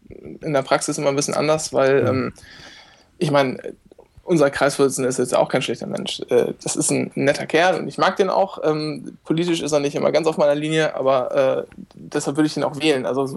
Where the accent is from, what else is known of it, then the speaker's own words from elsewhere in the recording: Lower Saxony, Germany; ich komme aus Ostfriesland, muss ich dazu sagen